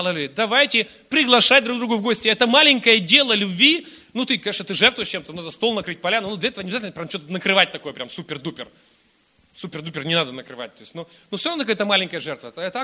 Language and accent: Russian; Irkutsk, Irkutsk Oblast, Russia; Я рос в Иркутске, на окраине Иркутска, частный сектор. Мы все родственники жили, 4 семьи рядом.